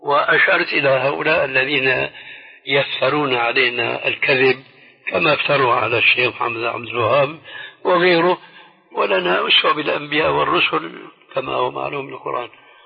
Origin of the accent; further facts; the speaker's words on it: Syria; وكما يقولون عندنا في سوريا بالكوم، بالجملة يعني بالجملة.